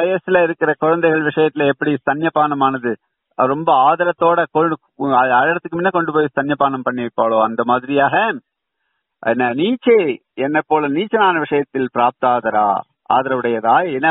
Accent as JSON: {"language": "Tamil", "region": "Tamil Nadu", "country": "India", "tie": "born or raised there", "said": "சொந்த ஊர் கிடையாது ஆனா கீழ்நிற்குணம்னு போட்டுக்கிறதுக்கு காரணம் அந்த ஊர்லயே வளர்ந்தேன், அந்த ஊர்ல தான் படிச்சேன், அந்த ஊர்ல தான் இருந்தேன்."}